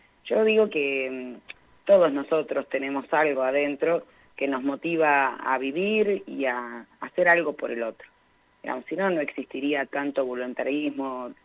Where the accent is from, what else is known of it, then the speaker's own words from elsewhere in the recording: Argentina; con lo que somos nosotros como latinoamericanos, como argentinos